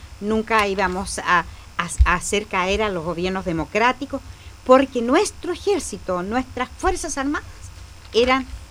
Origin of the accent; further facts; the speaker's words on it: Chile; nosotros como pueblo chileno siempre pensamos